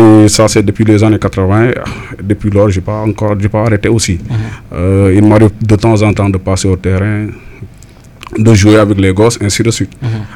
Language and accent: French; Tambacounda, Senegal; j'ai grandi à Tamba. Tout ce que j'ai, c'est Tamba qui me l'a donné.